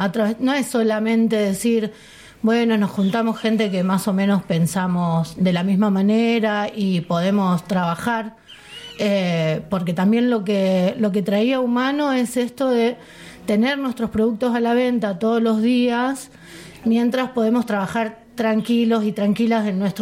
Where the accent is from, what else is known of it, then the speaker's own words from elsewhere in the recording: Rosario, Santa Fe, Argentina; Claro, somos de Rosario